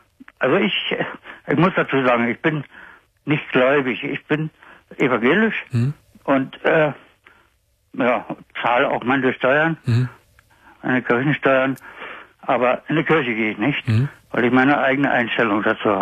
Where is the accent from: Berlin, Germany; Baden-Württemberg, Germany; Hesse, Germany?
Berlin, Germany; Ich bin ja auch Berliner. Nur dann eben nach Baden-Württemberg gegangen